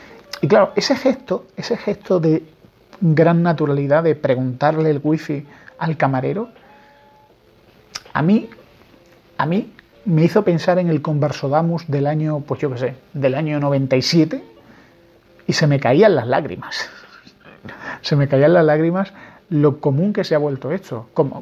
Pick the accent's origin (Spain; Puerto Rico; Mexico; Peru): Spain; soy español